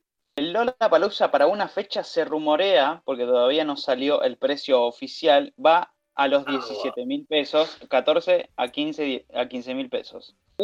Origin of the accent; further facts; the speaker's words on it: Buenos Aires, Argentina; para los que somos de Buenos Aires o de zonas no tan aledañas